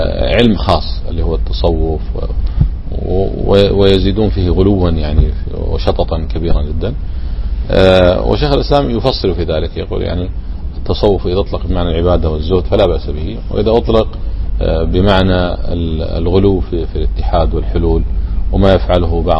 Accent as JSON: {"language": "Arabic", "country": "Kuwait", "said": "موجود عندنا في الكويت هنا"}